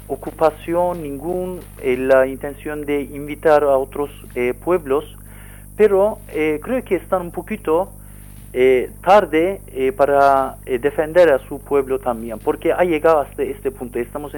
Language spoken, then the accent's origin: Spanish; Kurdistan, Turkey; Spanish is a second language; en mi pueblo, en Kurdistán, y no sé por qué esta represión, porque uh-huh. si somos parte del Turquía, Estado de Turquía